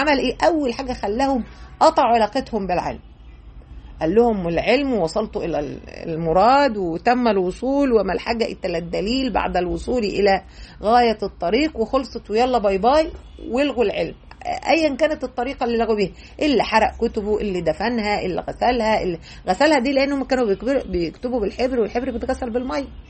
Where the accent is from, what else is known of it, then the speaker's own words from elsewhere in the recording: Egypt; يعني إحنا عندنا في مصر مثلا